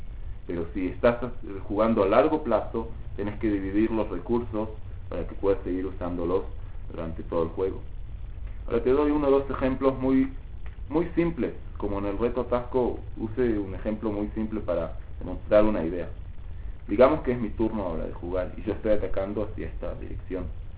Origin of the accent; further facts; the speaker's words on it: Uruguay; Sí, soy uruguayo, ¿no?